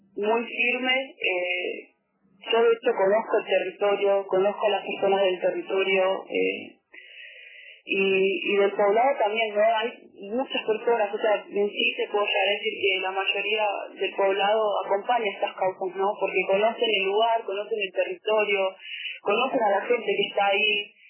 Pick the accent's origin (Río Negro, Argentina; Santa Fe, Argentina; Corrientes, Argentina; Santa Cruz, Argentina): Río Negro, Argentina; Bariloche; Bueno, yo soy de Bariloche.